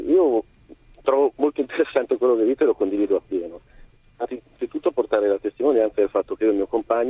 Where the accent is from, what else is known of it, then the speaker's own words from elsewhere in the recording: Milan, Lombardy, Italy; io allora abitavo a Milano perché sono di Milano originario